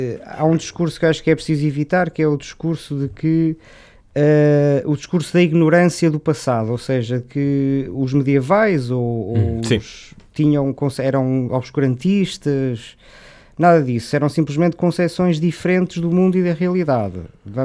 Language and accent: Portuguese; Porto, Portugal; born there; eu sou natural bom, nasci no Porto, mas a minha família é de Guimarães, portanto posso dizer que também sou de Guimarães